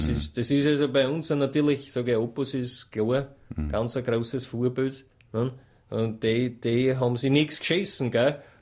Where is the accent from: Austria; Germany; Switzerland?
Austria; Stagnaz, Styria; Es ist eine kleine Ortschaft in der südlichen Steiermark.